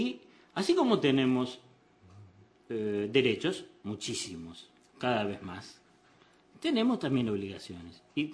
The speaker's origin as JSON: {"language": "Spanish", "country": "Uruguay", "said": "uno puede ir como uruguayo, como oriental, como americano"}